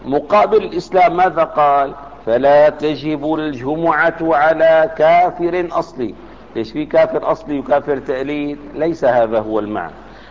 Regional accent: Damascus, Damascus Governorate, Syria; أنا من أهل دمشق، سافرت إلى حمص فأقمت فيها أسبوعا معينا

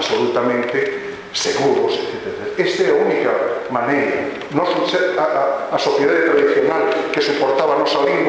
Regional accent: Galicia, Spain; vou como galego, e un prazer estar aquí hoxe e poder usar a miña lingua, o portugués

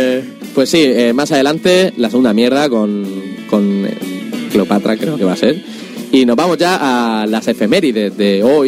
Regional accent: Orihuela, Valencian Community, Spain; yo soy de Orihuela, pero no, también se dice botelleo. Aquí decimos botelleo y nos duele los oídos el oír botellón.

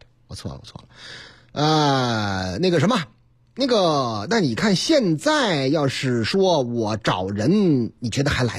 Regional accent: Changchun, Jilin, China; 哎呀妈呀，在我老家吉林长春。

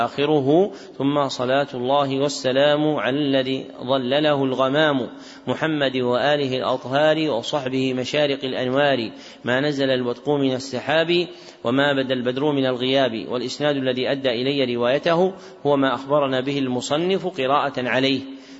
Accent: Najd, Saudi Arabia; منهم من أهل بلدنا نجد

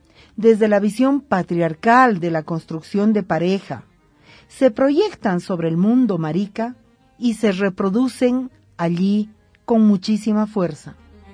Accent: Bolivia; estoy convencida, como boliviana, como mujer, como feminista

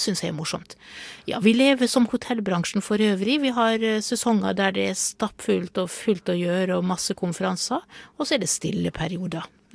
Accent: Møre og Romsdal, Norway; Jeg er sunnmøring

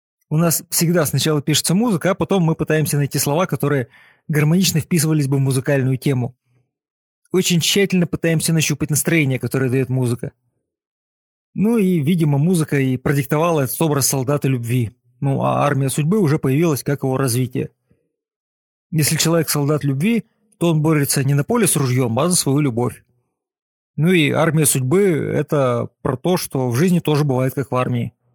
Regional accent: Kazakhstan; Мы никогда не считали себя этнической группой. Просто мы выросли в Казахстане.

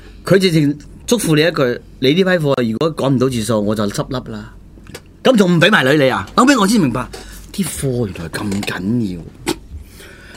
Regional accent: China; 我都認為我大陸人啊嘛。

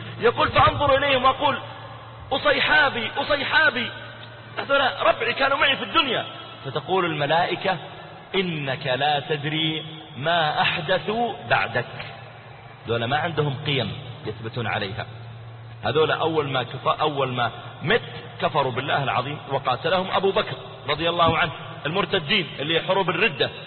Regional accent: Riyadh, Riyadh Province, Saudi Arabia; أذكر واحد من الشباب عندنا في الرياض

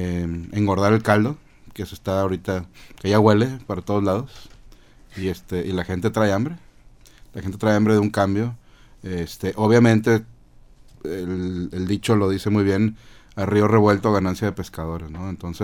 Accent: Mexico; La nación somos los mexicanos.

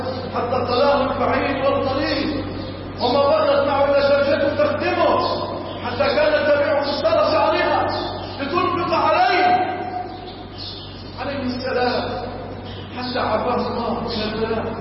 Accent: Egypt; اللهم اجعل بلادنا مصر وسائر بلاد

